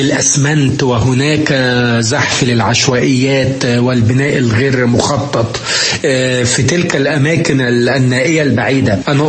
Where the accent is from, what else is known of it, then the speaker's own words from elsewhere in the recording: Egypt; لأنه يعني زي ما عندنا في مصر